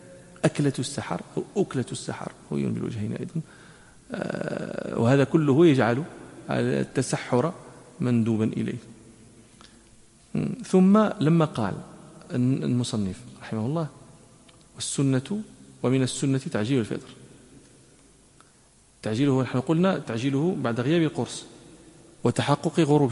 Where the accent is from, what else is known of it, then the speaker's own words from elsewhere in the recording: Morocco; ونحن عندنا في المغرب وكذا